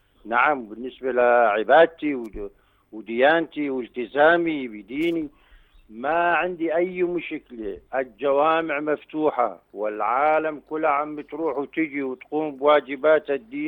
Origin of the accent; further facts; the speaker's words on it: Deir ez-Zor, Deir ez-Zor Governorate, Syria; والله بالنسبة لدير الزور اليوم الرمضاني عم يكون بأوقات الصيف يعني صعب بشدة حرارة الجو